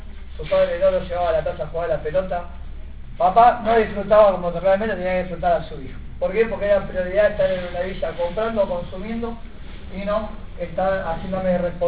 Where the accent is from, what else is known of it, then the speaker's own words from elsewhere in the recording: La Reja, Buenos Aires Province, Argentina; Yo vengo de acá de La Reja, del partido de Moreno.